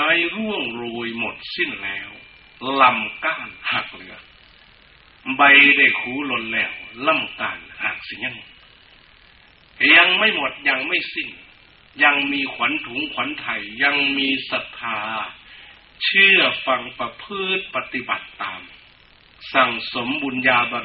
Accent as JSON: {"language": "Thai", "region": "Sakon Nakhon", "country": "Thailand", "tie": "born or raised there"}